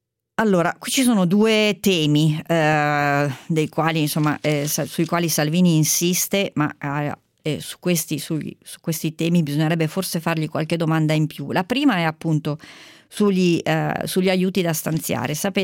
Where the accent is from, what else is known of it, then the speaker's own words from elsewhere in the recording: Lombardy, Italy; Noi siamo in Lombardia, io sono lombarda e ho ormai compiuto 50 anni